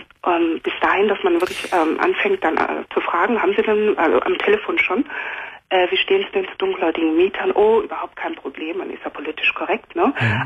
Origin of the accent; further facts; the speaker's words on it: Germany; also born or lived in Cameroon; Also ich bin in Kamerun geboren und bin mit 5,5 Jahren nach Deutschland gekommen. Mhm. Meine Mutter war mit einem Deutschen verheiratet und seitdem bin ich hier.